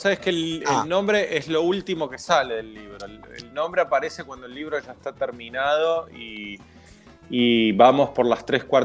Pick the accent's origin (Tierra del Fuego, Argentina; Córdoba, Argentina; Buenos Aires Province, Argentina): Córdoba, Argentina; now in Buenos Aires, Argentina; El primero relacionado con las raíces en Córdoba, porque uh-huh. como mencionabas recién, soy cordobés. El segundo más que nada con la llegada a Buenos Aires